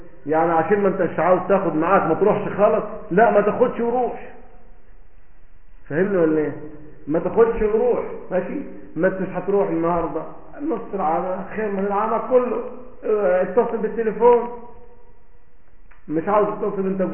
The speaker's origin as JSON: {"language": "Arabic", "country": "Egypt", "said": "من الاردن انا من مصر"}